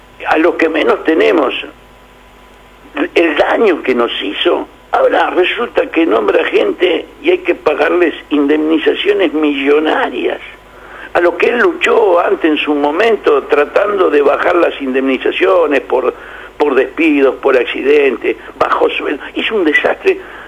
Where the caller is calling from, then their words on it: Buenos Aires, Argentina; de la Boca.